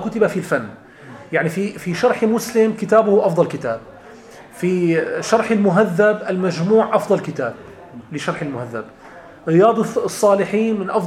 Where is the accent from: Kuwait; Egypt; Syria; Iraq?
Syria; Latakia, Latakia Governorate; also born or lived in Damascus; أنا من اللاذقية، مدينة اللاذقية، ولكن درست في دمشق.